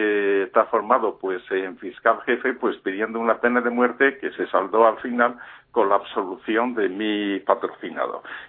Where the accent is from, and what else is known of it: Spain; moved away as an adult